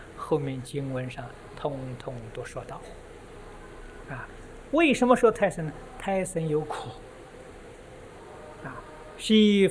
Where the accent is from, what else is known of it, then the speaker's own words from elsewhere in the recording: China; 我们中国人喜欢拜的天宫